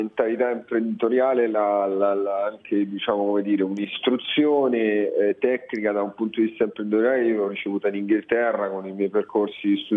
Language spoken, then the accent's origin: Italian; Rome, Lazio, Italy; born there; moved away as an adult; also born or lived in London; Sono nato a Roma e a 19 anni sono andato a Londra, appena finito il liceo, neanche aspettato i quadri, sono andato a Londra, ho fatto l'università là e ci sono rimasto fino a quando, cioè, avevo 30-31 anni.